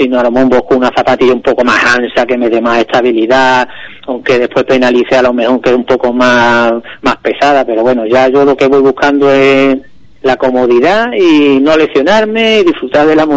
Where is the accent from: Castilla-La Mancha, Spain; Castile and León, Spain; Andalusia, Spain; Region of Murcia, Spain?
Andalusia, Spain; Ubrique; yo creo que es ideal para nuestro entorno, para las personas que somos de Ubrique